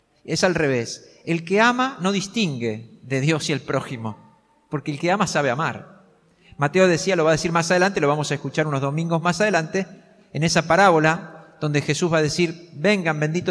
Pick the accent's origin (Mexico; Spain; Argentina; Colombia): Argentina; en este tiempo que nos toca vivir como argentinos